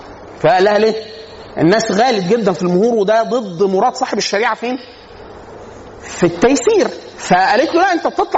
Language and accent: Arabic; Upper Egypt, Egypt; now in Cairo, Egypt; انا عشان اصلا من الصعيد